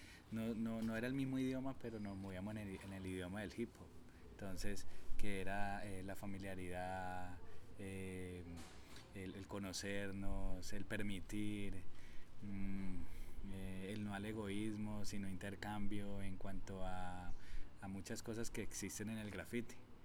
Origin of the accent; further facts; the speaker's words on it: Antioquia, Colombia; Y todo inicia en la Comuna 13, de donde soy, ¿sí?